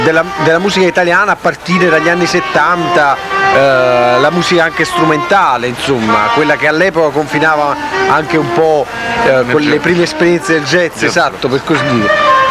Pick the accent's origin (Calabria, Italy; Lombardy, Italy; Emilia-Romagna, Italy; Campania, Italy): Campania, Italy; Naples; Siamo napoletani. Campani.